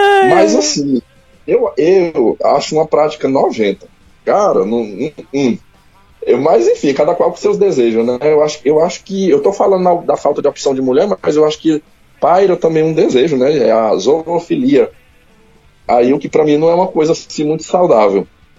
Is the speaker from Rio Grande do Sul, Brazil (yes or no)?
no; Pará, Brazil; born there; Eu sou nortista, mas sou descendente de nordestino. Minha família toda é nordestina. Eu sou paraense porque nasci no Pará. Mas as raízes, né, familiar, toda nordestina, do Maranhão. Então é normal esse meu sotaque aí.